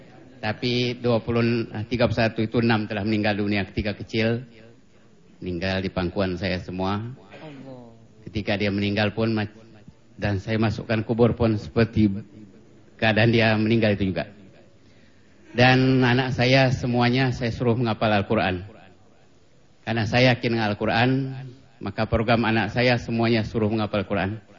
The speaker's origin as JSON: {"language": "Indonesian", "region": "Lampung", "country": "Indonesia", "tie": "born or raised there", "also_born_or_lived": "Palembang, Indonesia / Java / Middle East", "said": "Saya lahir di Palembang, besar di Lampung, lama seluruh Jawa, lama Timur Tengah, lama mengembara."}